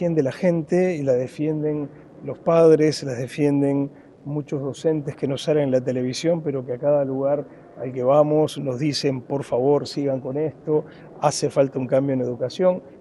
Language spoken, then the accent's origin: Spanish; Uruguay; somos todos uruguayos, todos queremos lo mejor para la educación de este país